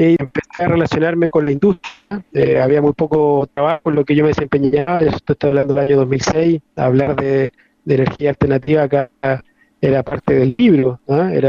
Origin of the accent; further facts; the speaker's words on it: northern Chile, Chile; Sí, una zona desértico-costera, exactamente, donde yo las abejas la conocí recién a los 9 años.